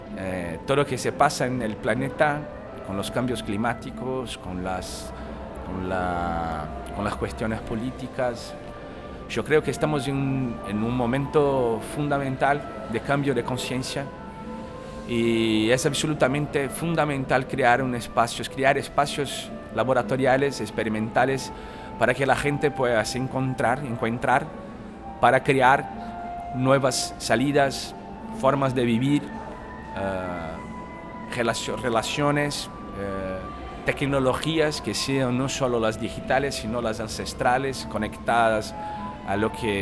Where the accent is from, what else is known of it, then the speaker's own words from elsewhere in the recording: Brazil; Spanish is a second language; de Brasil